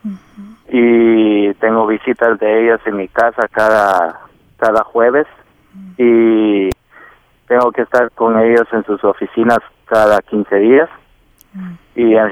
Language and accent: Spanish; Guatemala; now in United States; Soy guatemalteco. Uh-huh. Tengo... ya 14 años en este país.